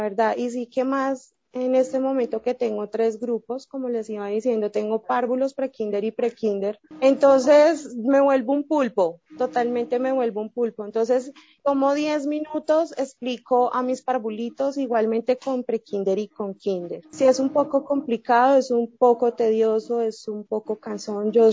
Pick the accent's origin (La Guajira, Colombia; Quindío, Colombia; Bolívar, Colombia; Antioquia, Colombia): Antioquia, Colombia; Medellín; now in Bogotá, Colombia; Soy de Colombia, soy de Medellín, Colombia, pero estoy radicada en la ciudad de Bogotá.